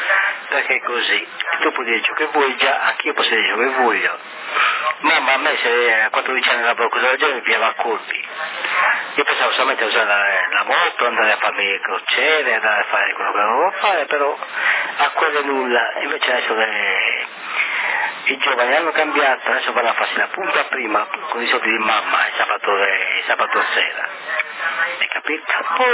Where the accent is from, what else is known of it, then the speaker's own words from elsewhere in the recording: Brazil; Italian is a second language; Come hai visto io brasiliano è molto molto difficile se stiamo con un sardo